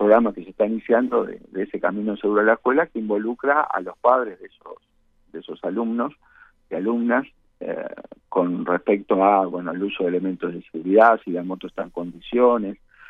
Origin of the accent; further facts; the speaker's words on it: Uruguay; como uruguayos no nos ha importado este tema